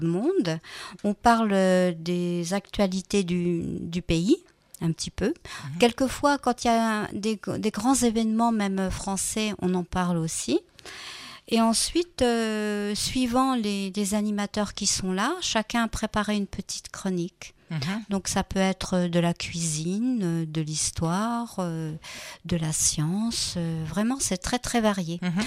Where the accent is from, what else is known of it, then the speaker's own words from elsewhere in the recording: Normandy, France; Moi-même, je suis normande, je ne suis pas kabyle, mais mon mari et ma belle-famille sont kabyles, par contre.